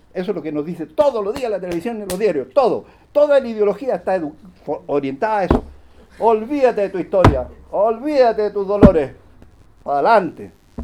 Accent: Chile; Yo me quedé como buen chileno, me dije, esta señora

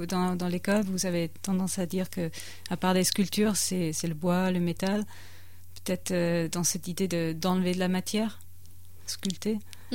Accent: the Alps, France; j'ai grandi vraiment dans les Alpes, j'ai beaucoup grimpé

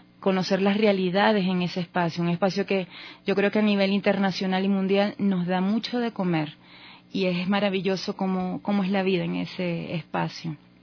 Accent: Maracaibo, Zulia, Venezuela; also born or lived in Barquisimeto; soy venezolana de una costa que se llama Zulia. La gente la conoce mucho como Maracaibo, es su capital. Allí estudié, allí hice gran parte de mi vida. Me crecí, estudié, luego me fui a la ciudad de Barquisimeto y a estudiar, a trabajar.

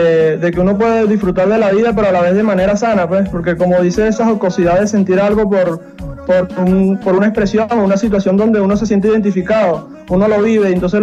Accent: Bravo, Lara, Venezuela; todas las personas de mi pueblo, de Bravo … muy orgulloso de mi tierra.

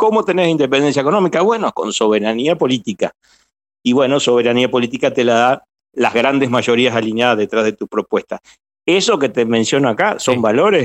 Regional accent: Argentina; sobre todo en un país como el nuestro, como Argentina, ¿cierto?

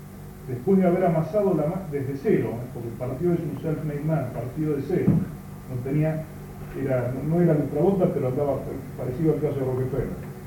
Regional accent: Argentina; Bien nos valga la experiencia histórico-política nuestra como argentinos de los últimos 6 años.

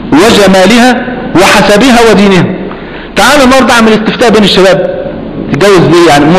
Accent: Egypt; اصل مريشة بنوع عندنا في مصر

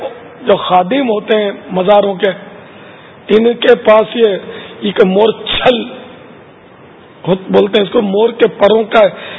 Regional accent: Etawah, Uttar Pradesh, India; اٹاوا کا رہنے والا ہوں.

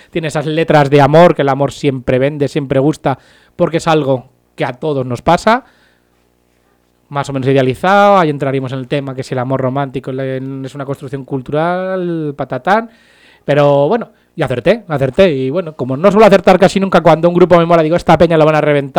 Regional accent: Pinto, Community of Madrid, Spain; A mí si me dicen que soy de Madrid, pues bueno, no me importa mucho. Pero soy de Pinto.

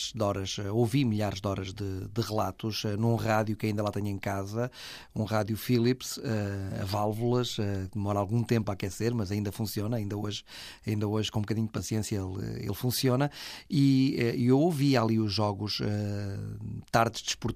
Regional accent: Vila do Conde, Porto, Portugal; em Vila do Conde, que eu sou de Vila do Conde

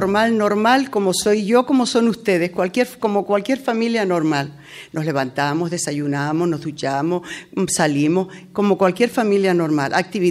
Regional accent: Mancha Blanca, Canary Islands, Spain; me quedé con Mancha Blanca, con Guiwan en este caso. Porque es mi pueblo, porque he trabajado aquí

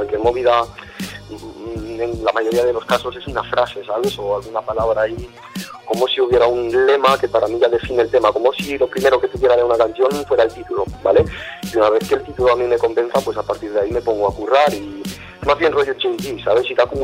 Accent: Galicia, Spain; Mi familia es de allí, yo de hecho soy gallego.

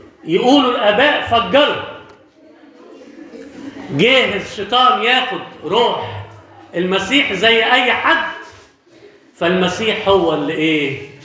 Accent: Alexandria, Alexandria Governorate, Egypt; moved away; في واحد عندنا في اسكندرية من قبل ما أجي أنا هنا يعني حوالي 30 سنة مثلا

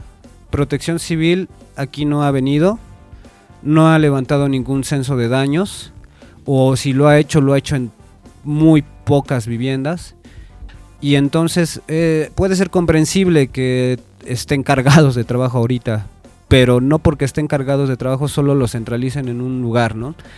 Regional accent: Mexico; espero que nos enseñe mucho como mexicanos y nos unamos no solo en las tragedias

